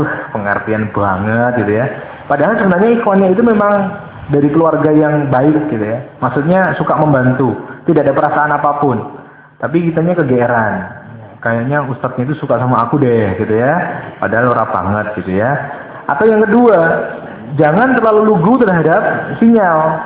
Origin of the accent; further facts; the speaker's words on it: Java, Indonesia; Di dalam Islam, di dalam adat kita sebagai orang Jawa